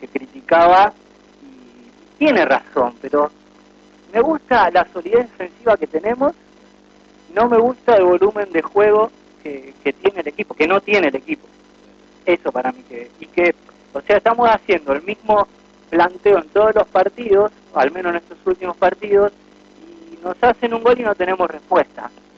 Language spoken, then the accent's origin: Spanish; Ramos Mejía, Buenos Aires Province, Argentina; De Ramos.